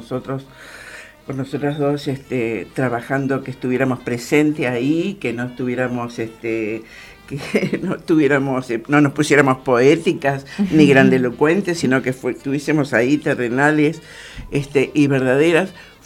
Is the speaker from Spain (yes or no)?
no; Mendoza, Argentina; now in Buenos Aires, Argentina; porque soy una mendocina que está en Buenos Aires. Entonces venir a actuar a Mendoza es algo para mí muy, muy... me conmueve